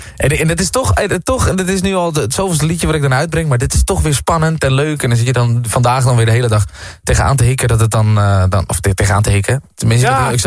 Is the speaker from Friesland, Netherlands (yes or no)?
no; Diemen, North Holland, Netherlands; ik kom uit Diemen, dus ik ben ook een beetje opgegroeid